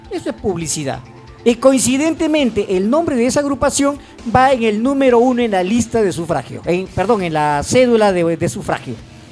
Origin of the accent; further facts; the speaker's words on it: Ventanilla, Callao, Peru; hasta los perros nos conocen porque somos de Ventanilla, caminamos el distrito